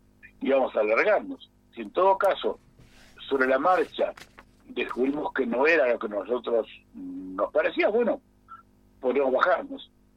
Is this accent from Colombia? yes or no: no; Uruguay; no procedimos como uruguayos